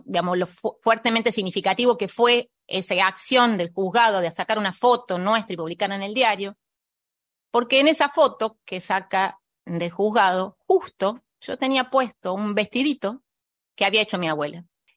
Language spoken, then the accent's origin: Spanish; Mendoza, Argentina; born there; había nacido en Córdoba, aunque yo nací en Mendoza.